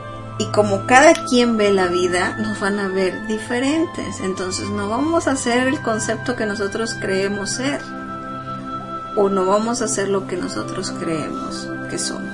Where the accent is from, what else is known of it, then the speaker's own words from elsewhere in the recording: Mexico; soy humana, soy mexicana, tan, tan, tan, tan, tan.